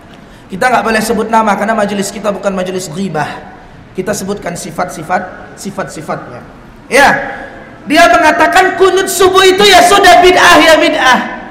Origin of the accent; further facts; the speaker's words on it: Medan, North Sumatra, Indonesia; Kebetulan saya bapak ibu orang Medan, Sumatera Utara, Melayu, Deli, Deli Serdang.